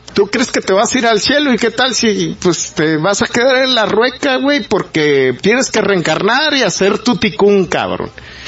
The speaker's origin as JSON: {"language": "Spanish", "country": "Mexico", "said": "somos los mexicanos bien pendejos para explotarlo"}